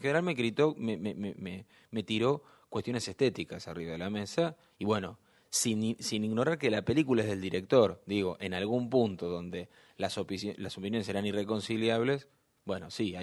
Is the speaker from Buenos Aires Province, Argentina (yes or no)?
yes; Castelar, Buenos Aires Province, Argentina; also born or lived in Ituzaingó; Me crié en el conurbano, nací en Castelar, viví en Castelar y Ituzaingó, en el oeste del Gran Buenos Aires, sigo viviendo ahí.